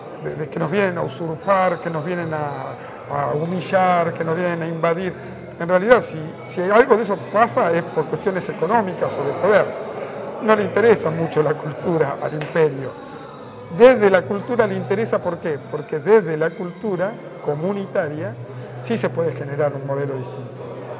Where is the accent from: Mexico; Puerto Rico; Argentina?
Argentina; La Plata, Buenos Aires Province; nosotros venimos de La Plata